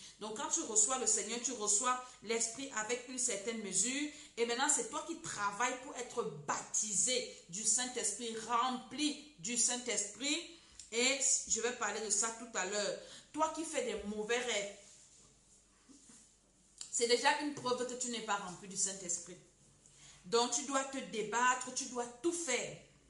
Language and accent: French; Cameroon; Parce que ça t'annonce les couleurs, comme on dit chez nous au Cameroun.